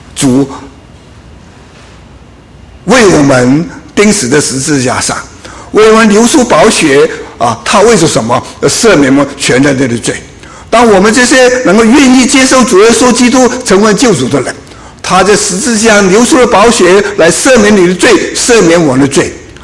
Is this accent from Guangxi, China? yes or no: no; Guangdong, China; 我们广东人呢、啊，就会有一句话说